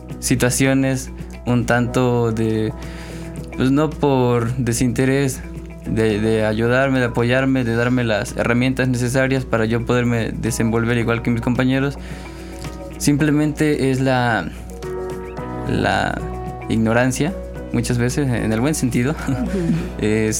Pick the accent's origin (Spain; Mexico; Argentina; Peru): Mexico; Cardel, Veracruz; now in Xalapa, Mexico; yo aquí en Xalapa soy foráneo, vengo de la ciudad de Cardel. Aquí vivo con otros dos compañeros con discapacidad visual.